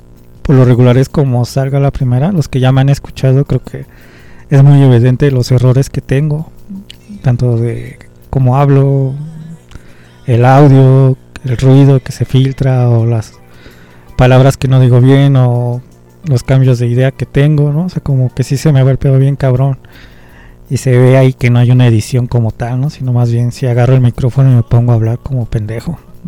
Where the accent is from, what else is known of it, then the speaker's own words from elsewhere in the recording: Mexico City, Mexico; vamos a seguir siendo chilangos hasta morir